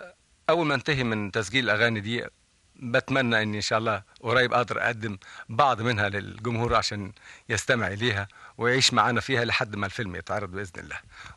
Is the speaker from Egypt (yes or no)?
yes; Egypt; أنا لا يمكن أتخلى عن بلدي مصر ولا يمكن أي بلد في الدنيا أحبها زي ما بحب مصر، لكن أنا رجل عربي وأحب العروبة